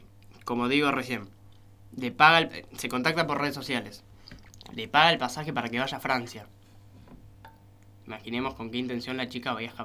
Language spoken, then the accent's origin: Spanish; Colonia, Uruguay; Yo que soy uruguayo. Así que estoy casi seguro, pero bueno.